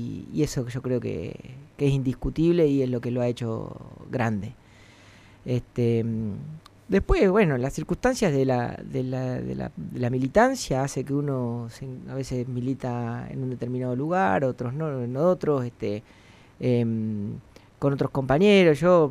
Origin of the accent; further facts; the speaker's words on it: La Pampa, Argentina; Si bien nací, me crié en La Pampa, soy hijo de platenses.